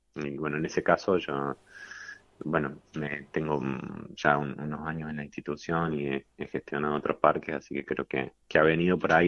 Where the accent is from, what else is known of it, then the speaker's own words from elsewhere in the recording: Río Cuarto, Córdoba, Argentina; Yo soy de Río Cuarto, de acá de la provincia, así que tener la oportunidad de volver a Córdoba